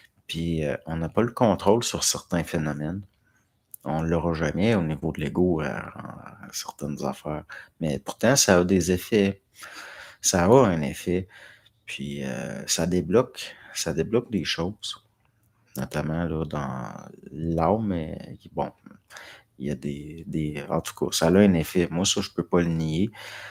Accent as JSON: {"language": "French", "town": "Montreal", "region": "Quebec", "country": "Canada", "tie": "born or raised there", "said": "Moi, j'ai grandi à Montréal-Nord, assez hard, les gangs de rue, les Italiens, voire."}